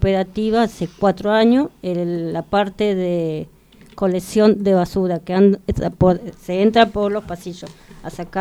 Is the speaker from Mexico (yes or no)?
no; Buenos Aires, Argentina; Yo soy de La Boca con mi compañero